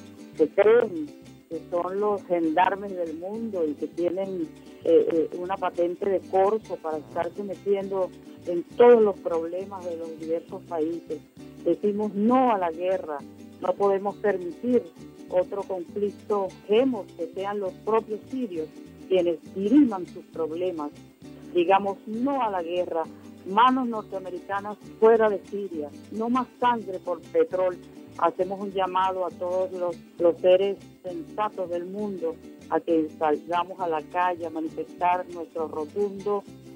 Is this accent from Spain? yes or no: no; Venezuela; soy cantora popular venezolana.